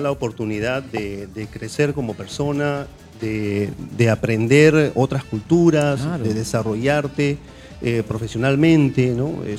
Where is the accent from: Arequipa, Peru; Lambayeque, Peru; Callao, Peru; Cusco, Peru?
Callao, Peru; born there; Yo soy chalaco de nacimiento. Yo nací en el Callao, tengo el orgullo de ser chalaco, a mucha honra.